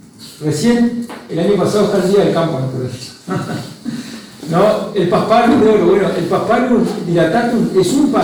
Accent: Uruguay; cuando vuelvo a Uruguay, ¿no? A mi tierra, donde yo venía estudiando con los peludos

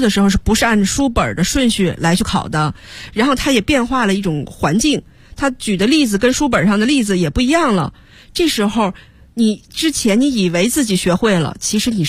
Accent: China; 其实我觉得这个确实是我们中国人或者中国学生普遍的一种情况

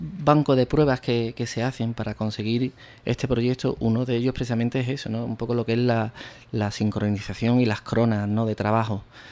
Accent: Ubrique, Andalusia, Spain; Para nosotros ha sido un verdadero acierto que se cuente con Ubrique para esta fabricación, ¿no? Para mi pueblo, vamos, evidentemente.

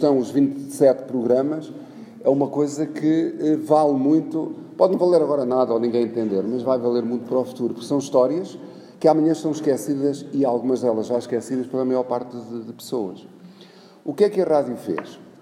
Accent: Oliveira do Hospital, Coimbra, Portugal; gosto muito do meu concelho, gosto muito da minha Oliveira, gosto muito da minha zona histórica onde nasci

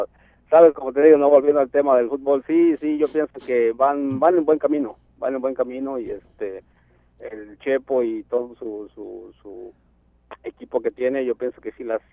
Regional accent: Mexico; No, pues fíjate que uno como, por ejemplo, siendo mexicano, ¿verdad?

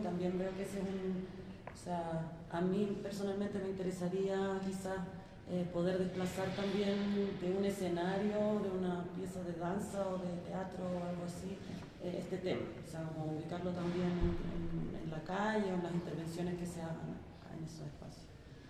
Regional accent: Chile; now in Barcelona, Spain; Soy de Chile, pero vivo en Barcelona

